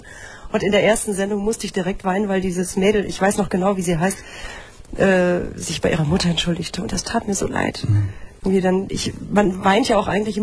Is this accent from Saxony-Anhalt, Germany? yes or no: no; Mülheim an der Ruhr, North Rhine-Westphalia, Germany; born there; Ich bin in Mülheim an der Ruhr geboren